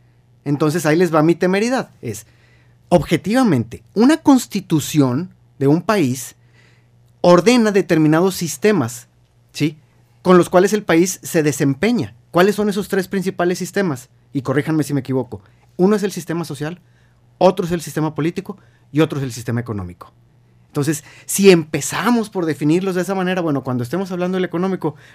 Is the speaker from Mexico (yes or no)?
yes; Mexico; lo primero que tenemos que definir como mexicanos es de manera objetiva